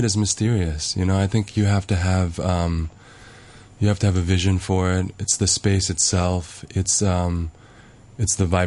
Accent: New York, United States; also born or lived in Hong Kong; I was born in New York.

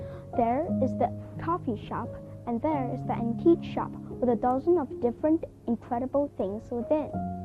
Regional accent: Nanjing, Jiangsu, China; English is a second language; One of the most famous and influential bookstores in my hometown Nanjing is the Library Avant-Garde.

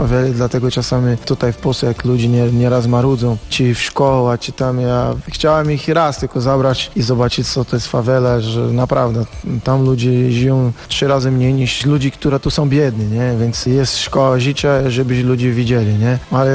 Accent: Rio de Janeiro, Brazil; Polish is a second language; moved away as an adult; jestem Brazylijczykiem i przyjechałem do Europy szukać klub i agencja niemiecka mnie ściągała z Brazylii. Jestem, wiesz, karioka, tak się mówi na ludzi, które mieszka w Rio.

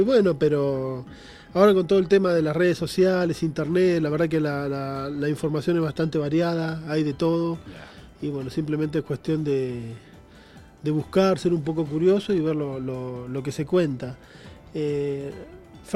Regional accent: Quilmes, Buenos Aires Province, Argentina; yo vengo de los suburbios de Quilmes, que es el interior, el Gran Buenos Aires. Tengo mi familia, pertenece al norte, del norte de Argentina, tengo familia en Paraguay también, y bueno, hay un poco una mezcla.

